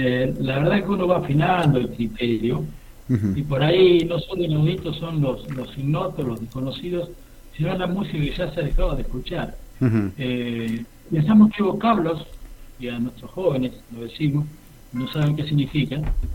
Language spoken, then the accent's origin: Spanish; San Fernando, Argentina; usted sabe que soy de San Fernando.